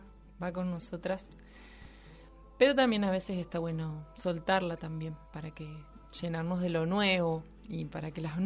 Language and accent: Spanish; Entre Ríos, Argentina; born there; Yo nací en Entre Ríos, eso sabías.